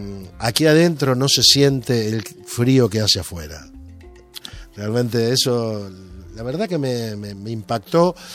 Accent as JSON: {"language": "Spanish", "region": "Santa Fe", "country": "Argentina", "said": "Provincia de Santa Fe, muy cerquita a la ciudad de donde yo vengo"}